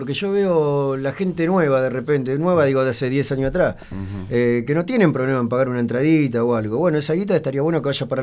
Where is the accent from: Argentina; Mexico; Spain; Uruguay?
Argentina; Buenos Aires; also born or lived in Morón; yo nací en Morón y a los días mi vieja, bueno, me llevó a vivir allá, ya estaban viviendo allá, digamos que me vino a tener acá a Buenos Aires.